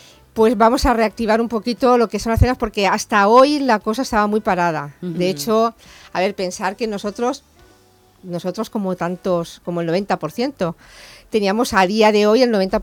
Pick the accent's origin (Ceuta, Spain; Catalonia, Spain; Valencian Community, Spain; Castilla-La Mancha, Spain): Valencian Community, Spain; Ontinyent; porque yo soy de Ontinien